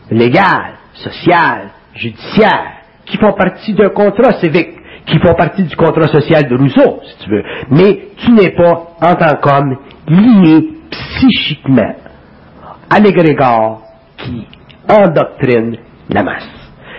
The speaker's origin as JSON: {"language": "French", "region": "Quebec", "country": "Canada", "said": "je viens du Canada québécois, ou du Canada"}